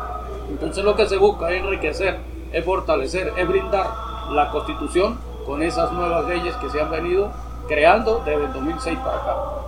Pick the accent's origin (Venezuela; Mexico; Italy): Venezuela; como ciudadanos, como venezolanos, aportemos algo hacia a esa nueva iniciativa